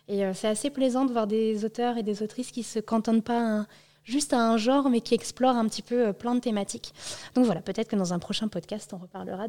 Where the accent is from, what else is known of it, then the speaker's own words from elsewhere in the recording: Brittany, France; pour nous qui font un peu exotique quand on est breton et qu'on est habitué à des noms comme